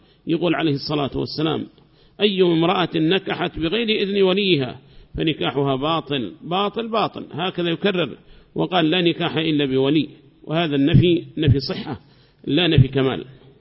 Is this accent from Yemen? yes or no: yes; Yemen; ما هي موجودة عندنا في اليمن هذه المراجع